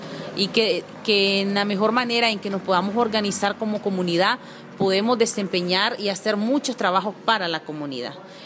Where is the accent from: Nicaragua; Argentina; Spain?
Nicaragua; Mulucucú, North Caribbean Coast Autonomous Region; como lo dije anteriormente, soy de Nicaragua y vengo de un pueblito chiquito llamado Mulucucú, que se llama Mulucucú, ¿verdad? Es un habla mayagna de nuestro pueblo.